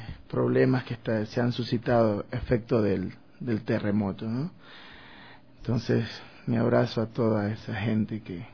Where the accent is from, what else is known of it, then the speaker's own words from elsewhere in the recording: Esmeraldas, Ecuador; Entonces, bueno, luego regresé a mi pueblo, a Esmeraldas.